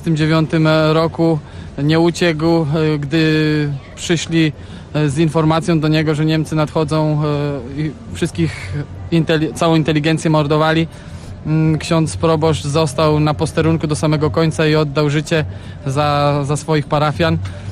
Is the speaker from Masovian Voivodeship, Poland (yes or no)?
no; Pinczyn, Pomeranian Voivodeship, Poland; Przyjechaliśmy z Pomorza, dokładnie z Kociewia, regionu koło Kaszub. Dokładnie spod Starogardu Gdańskiego, gmina Zblewo. Ja osobiście, miejscowość Pinczyn